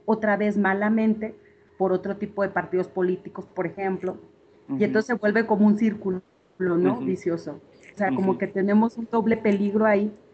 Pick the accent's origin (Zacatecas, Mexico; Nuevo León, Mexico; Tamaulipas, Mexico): Zacatecas, Mexico; soy de Zacatecas.